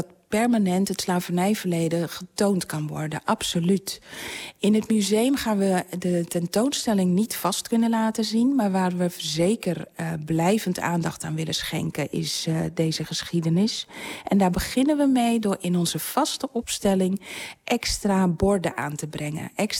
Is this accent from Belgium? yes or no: no; Curaçao; born there; Ik ben zelf geboren op Curaçao...